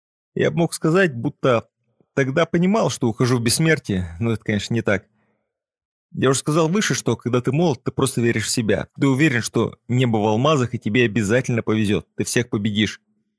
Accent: Novosibirsk, Novosibirsk Oblast, Russia; Я из Новосибирска. Это там, где иногда бывает холодно. И там я начал заниматься музыкой.

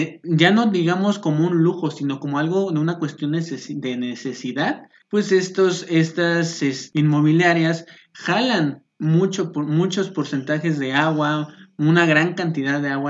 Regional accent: Chilpancingo, Guerrero, Mexico; now in Mexico City, Mexico; yo soy originario de Guerrero, del estado de Guerrero, específicamente de la capital, que es Chilpancingo. Es una ciudad pues prácticamente pequeña, en donde son alrededor de 240,000 habitantes en Chilpancingo.

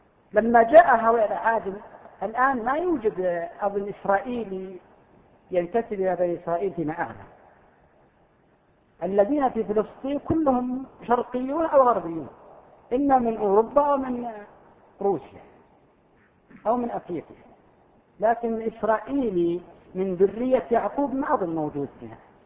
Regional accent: Al-Qassim, Saudi Arabia; حرف مستعمل عندنا في القصيم

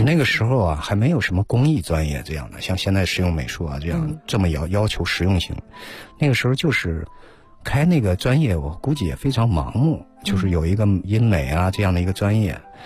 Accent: Henan, China; 我是河南的嘛，

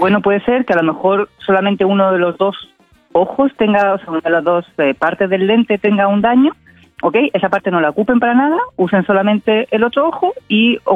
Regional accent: Spain; now in Valparaíso, Chile; me escuchan el acento, yo soy española, igual yo creo que ya soy porteña de adopción

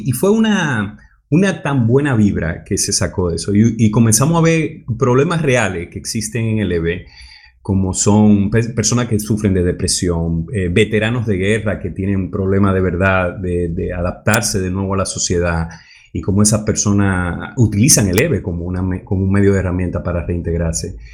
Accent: Dominican Republic; Oye, mis rasgos son un poquito árabe. Aunque yo soy dominicano, mis rasgos son un poquito árabe.

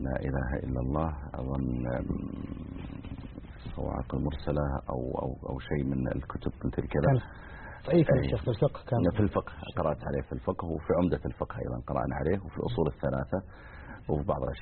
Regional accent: Mizal, Riyadh Province, Saudi Arabia; بعض المناطق مثل ديرتنا احنا مثلا مزعل صغيرة يعني، وجنبها القوعية أكبر منها.

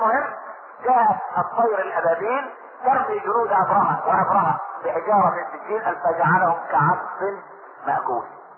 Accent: Egypt; عشان احنا ما كناش كمصريين

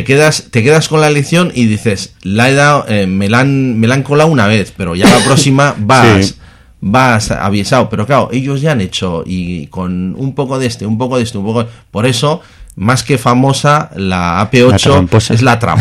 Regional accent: Bilbao, Basque Country, Spain; O sea, soy de Bilbao de toda la vida.

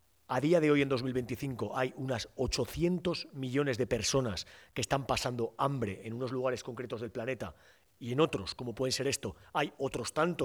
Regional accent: Nuez de Ebro, Aragon, Spain; vengo de un pequeño pueblo que se llama Nuez de Ebro, aquí en Zaragoza.

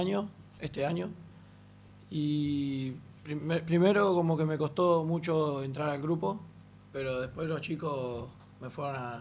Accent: Puerto Madryn, Chubut, Argentina; yo no soy de acá, yo soy de Puerto Madryn, Chubut.

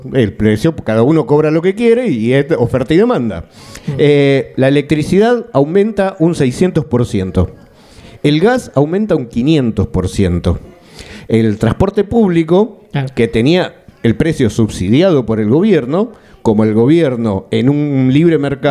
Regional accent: Argentina; also born or lived in Gijón; Esto lo digo porque de alguna manera usted se dará cuenta por mi acento. Aparte de ser de Gijón, soy de Argentina.

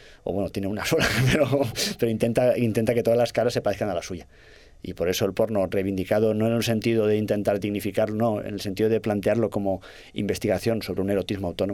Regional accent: Castellón, Valencian Community, Spain; como si hiciésemos porno hecho por labriegos de mi tierra, de Castellón

